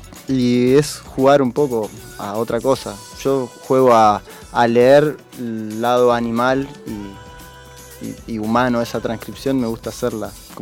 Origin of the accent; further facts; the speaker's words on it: Concordia, Entre Ríos, Argentina; now in La Plata, Argentina; De Concordia, de Entre Ríos. Y me vine a estudiar...